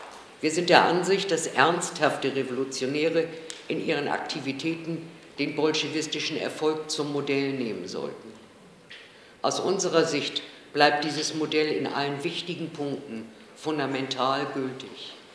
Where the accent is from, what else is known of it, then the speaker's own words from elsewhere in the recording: Hamburg, Germany; von der Internationalen Bolschewistischen Tendenz und ich komme aus Hamburg.